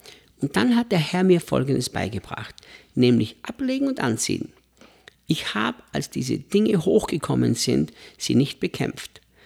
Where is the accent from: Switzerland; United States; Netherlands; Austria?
Austria; Ich als Österreicher, als Europäer, wir sind ja Leute, die es kaum gelernt haben, in Stille zu leben